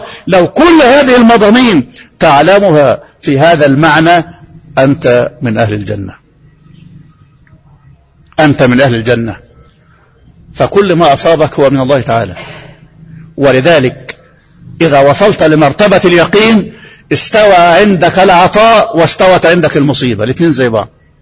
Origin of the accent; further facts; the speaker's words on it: Egypt; احنا طبعا مصريين